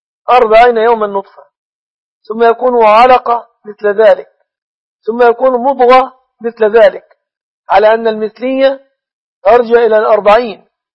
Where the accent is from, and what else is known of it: Egypt